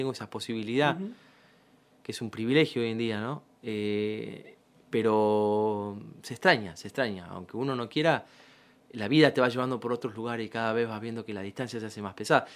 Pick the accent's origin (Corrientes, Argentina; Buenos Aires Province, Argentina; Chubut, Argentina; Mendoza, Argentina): Buenos Aires Province, Argentina; San Miguel; De San Miguel, sí. Quiero, amo. Para mí, vos me decís, mi barrio San Miguel, Villalén en San Miguel